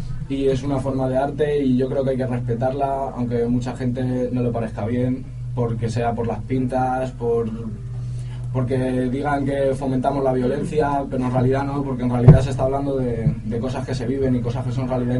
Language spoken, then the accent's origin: Spanish; Madrid, Community of Madrid, Spain; de Carabanchel